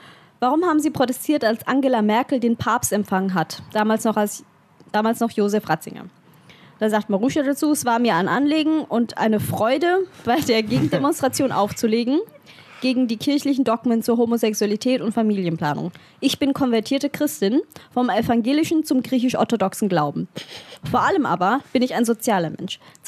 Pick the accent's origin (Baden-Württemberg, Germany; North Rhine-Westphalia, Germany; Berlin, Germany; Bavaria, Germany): Bavaria, Germany; Das hat mit meinem Elternhaus zu tun. Ich komme aus Bayern.